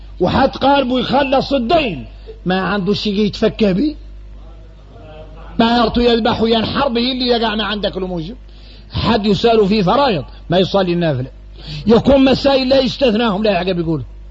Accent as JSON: {"language": "Arabic", "country": "Mauritania", "said": "احنا موريتاني"}